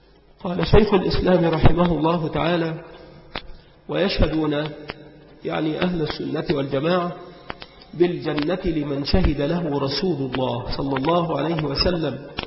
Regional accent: Egypt; وما أمر الشجرات التي كانت عندنا بمصر ببعيد

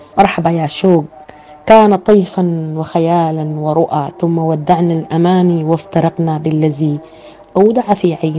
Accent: Sudan; من السودان، وجميل الأغنيات مهداة لكم

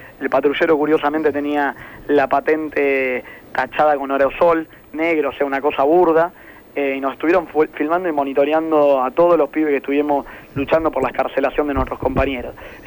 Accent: Buenos Aires Province, Argentina; para nosotros que somos pibes del conurbano

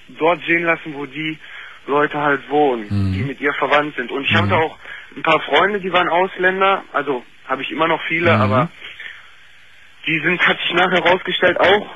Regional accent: Germany; Ich selber bin Deutscher.

